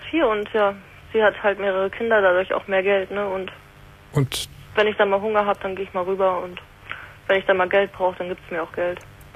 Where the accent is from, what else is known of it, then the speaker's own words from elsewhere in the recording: Hamburg, Germany; Und ich komme ja aus Hamburg und das, ich bin am Überlegen, da runterzuziehen